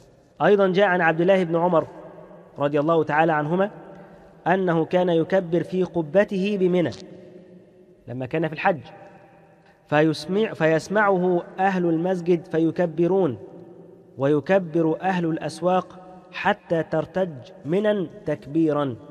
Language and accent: Arabic; Egypt; خصوصا احنا عندنا كمصريين بنحب التهنئة في أي مناسبة